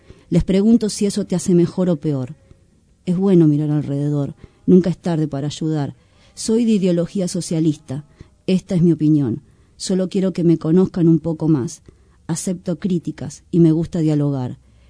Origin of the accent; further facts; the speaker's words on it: Paraguay; born there; Nací en Paraguay, pero soy del mundo, al fin y al cabo.